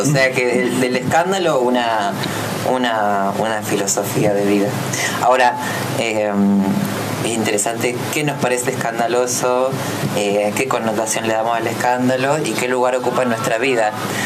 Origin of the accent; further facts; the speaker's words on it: Buenos Aires Province, Argentina; now in Buenos Aires, Argentina; yo vengo de provincia de Buenos Aires, vivo actualmente en Capital, soy activista travesti, docente